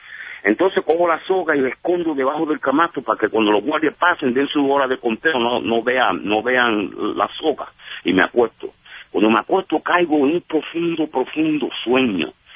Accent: Puerto Rico; also born or lived in Brooklyn, New York; Pues yo nací en Brooklyn, Nueva York, pero me crié en la isla de Puerto Rico.

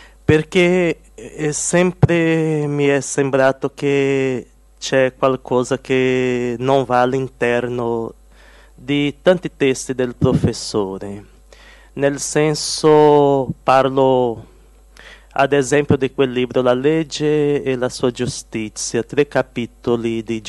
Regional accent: Brazil; Italian is a second language; sono brasiliano, sono vissuto con la famiglia qualche tempo in Italia.

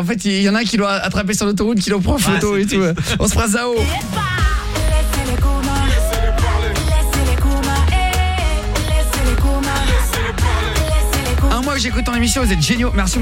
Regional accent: Normandy, France; je suis normand.

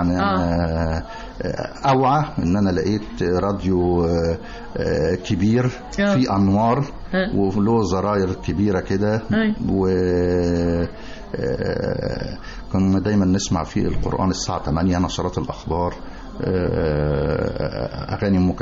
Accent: El Kurdi, Dakahlia, Egypt; إحنا من بلد اسمها الكردي مركز منية النصر محافظة الدقهلية.

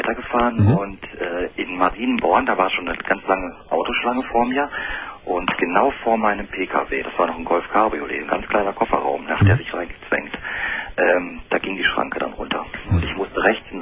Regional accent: Hannover, Lower Saxony, Germany; Ich komme eigentlich aus Westdeutschland, Hannover, die Gegend.

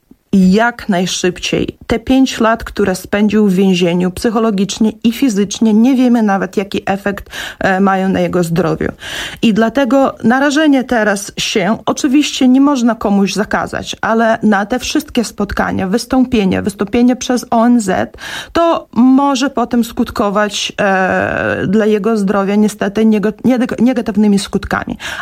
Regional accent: Grodno, Grodno Region, Belarus; pochodzi z mojego rodzinnego miasta Hrodna

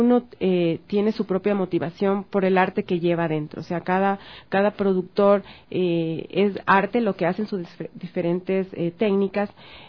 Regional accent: Quito, Pichincha, Ecuador; Entonces, como quiteños, esperamos recibirles con los brazos abiertos

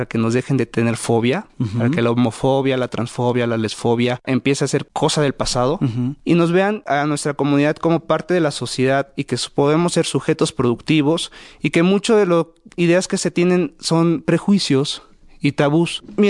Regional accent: Mexico; la población LGBTI también somos población mexicana, también somos ciudadanos

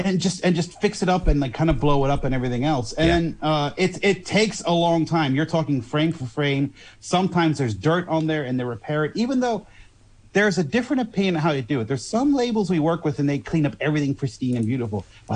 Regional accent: Netherlands; And as you know, I am from Holland.

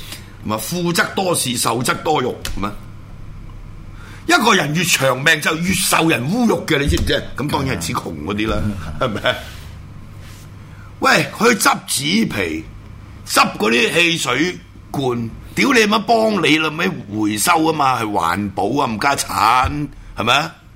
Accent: Hong Kong; born there; 我香港出世，香港是我家，我冇办过任何一笪地方嘅外国护照，对唔住，包括我最容易攞中华民国护照，我都冇攞嘅，

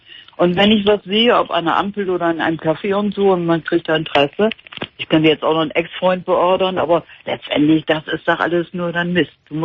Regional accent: Bremen, Germany; Ich komme ja aus Bremen.

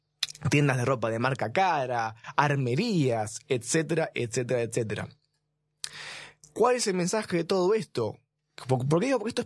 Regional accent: Argentina; descendiente de inmigrantes, somos todos argentinos

